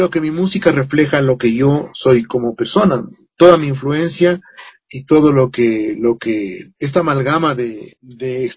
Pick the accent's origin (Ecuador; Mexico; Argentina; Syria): Ecuador; pero nuestros instrumentos tradicionales como ecuatorianos se han ido perdiendo